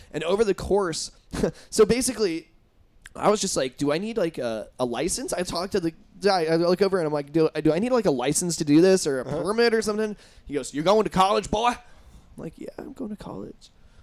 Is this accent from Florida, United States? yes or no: no; Indiana, United States; That happened to me, people. I'm from Indiana.